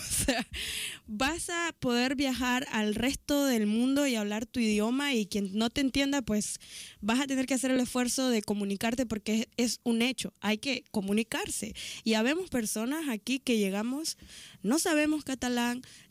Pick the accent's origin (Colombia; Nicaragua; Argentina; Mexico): Nicaragua; accent: Nicaraguan; con mi acento nicaragüense, con a veces mezclado ya más español